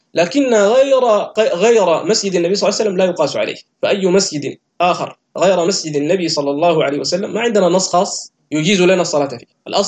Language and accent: Arabic; Sudan; عندنا في السودان وفي مصر